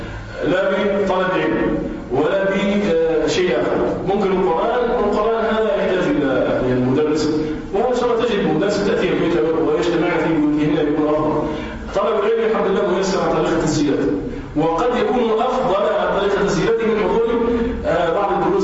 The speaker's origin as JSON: {"language": "Arabic", "country": "Tunisia", "said": "وكذلك بما يسمى عندنا في تونس بالحاك"}